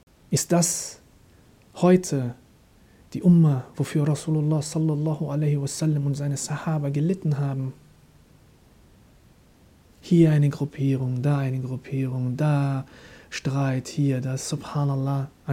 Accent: Germany; Masha'Allah, ich bin Deutscher, stehe auch dazu, alhamdulillah

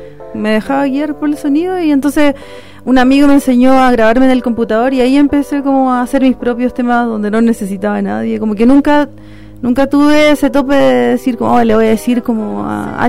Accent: Santiago Metropolitan, Chile; yo soy de Gran Avenida.

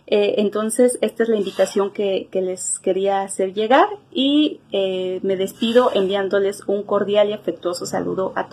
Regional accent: Mexico; soy enfermera mexicana.

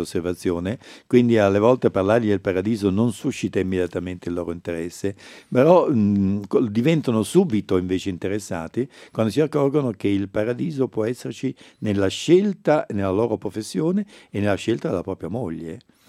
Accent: Naples, Campania, Italy; io sono un napoletano e a Napoli il lavoro si dice faticare

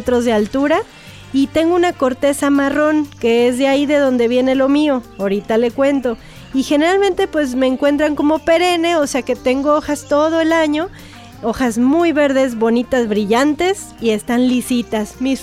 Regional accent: Sri Lanka; Spanish is a second language; now in Mexico

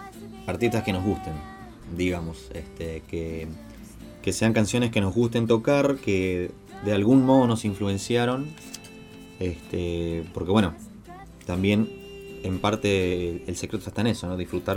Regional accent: Corrientes, Argentina; now in Buenos Aires, Argentina; oriundo de Corrientes, pero vivo hace bastante ya en Capital Federal.

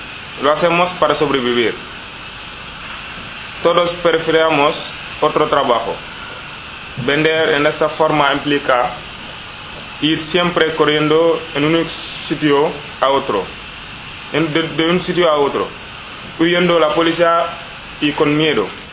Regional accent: Senegal; now in Spain; Soy de Senegal. Llevo menos de 2 años en España.

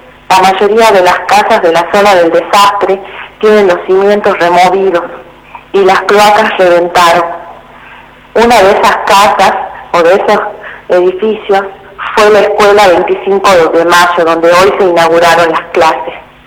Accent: Jujuy, Argentina; soy docente de Jujuy.

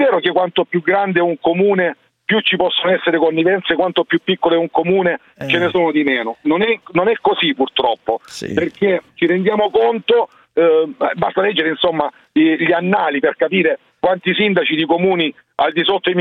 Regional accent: Lecce, Apulia, Italy; io sono leccese e sono consigliere comunale a Varco Sabino da 3 anni.

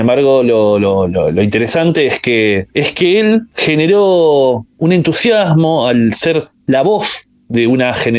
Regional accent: La Matanza, Buenos Aires Province, Argentina; En mi caso yo soy alguien que soy de La Matanza, municipio de la provincia de Buenos Aires, que está en el conurbano.

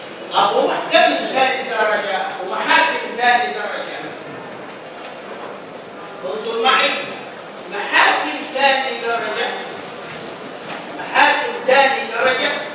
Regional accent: Egypt; فهمنا أن درجات المحاكم عندنا في مصر على طبقتين

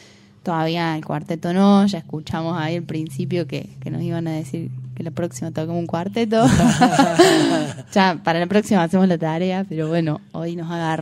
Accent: Córdoba, Argentina; born there; also born or lived in Villa Allende / Unquillo; Y después me mudé a Sierras Chicas, así que en realidad, o sea, nací ahí, en Córdoba Capital, pero después ya me fui más para el lado de Villa Allende, Unquillo, aquellos lados.

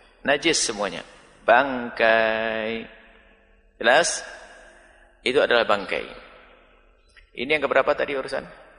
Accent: Java, Indonesia; Saya orang Jawa, suka teri.

